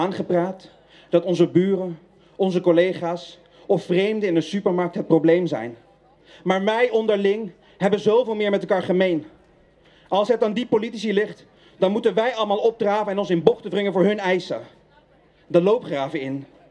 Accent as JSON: {"language": "Dutch", "country": "Netherlands", "said": "Is Nederland ook niet iets wat wij, als mensen, als Nederlanders, zelf hebben bedacht?"}